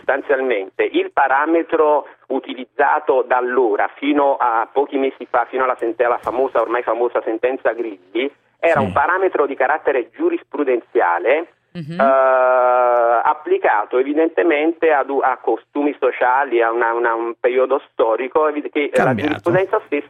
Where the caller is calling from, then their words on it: Vico Equense, Campania, Italy; Siamo da Vico Equense, provincia di Napoli.